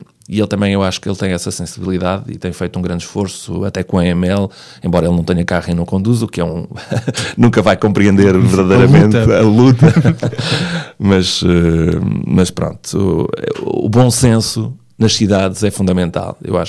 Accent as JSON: {"language": "Portuguese", "town": "Valpaços", "region": "Norte", "country": "Portugal", "tie": "born or raised there", "said": "saí de Valpaços, em Trás-os-Montes, quando acabei o secundário, já não havia mais"}